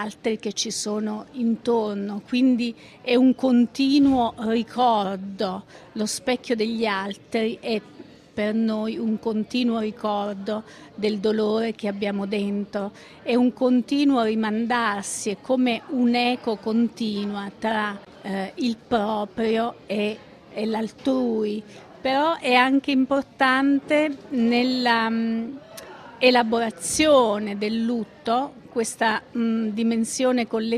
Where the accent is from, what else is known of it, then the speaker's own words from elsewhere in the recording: Abruzzo, Italy; essendo abruzzese, l'ho vissuto, se non proprio sul campo, da molto vicino